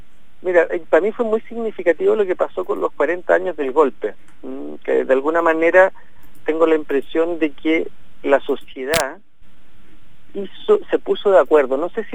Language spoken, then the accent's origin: Spanish; Chile; obedece a un tipo de país que hemos construido como chilenos